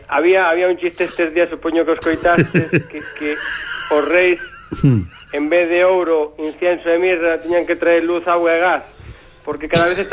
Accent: Quiroga, Galicia, Spain; now in Monforte de Lemos, Spain; aínda que vivo en Monforte, na capital da Ribeira Sacra, sabedes que son de Terras de Quiroga, da parroquia de Monte Furado, aldea de Anguieiros.

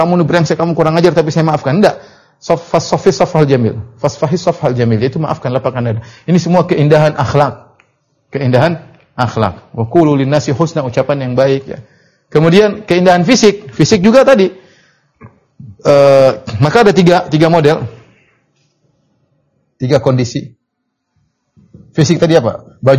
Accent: Papua, Indonesia; meskipun saya belum pernah ke sana, padahal saya orang Papua, ya.

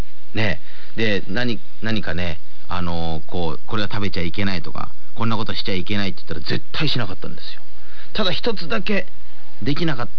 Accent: Nankoku, Kochi, Japan; 私のふるさとは高知県なんですけども、その実家が南国市というところになりまして

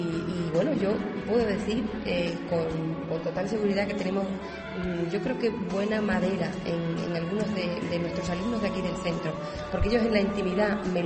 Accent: Extremadura, Spain; also born or lived in Valencia; Sí, soy extremeña, pero nací en Valencia.

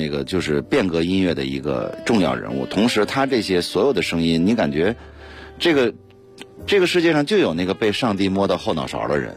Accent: Beijing, China; 我说那就九门吧，因为我生在这儿，长在这儿。

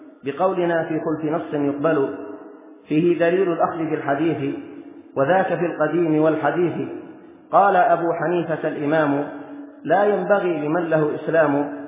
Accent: Yemen; مثلا في بلدنا اليمن، البلاد التي ينتمي كثير من أهلها إلى

